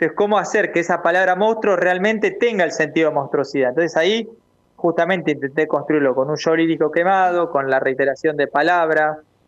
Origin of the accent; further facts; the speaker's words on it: Argentina; para nosotros como argentinos